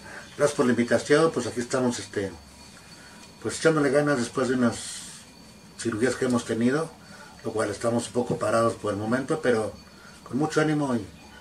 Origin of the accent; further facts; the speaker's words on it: State of Mexico, Mexico; moved away; yo me vine del Estado de México a trabajar aquí, pues las carencias de la familia, ya que éramos 11 hermanos.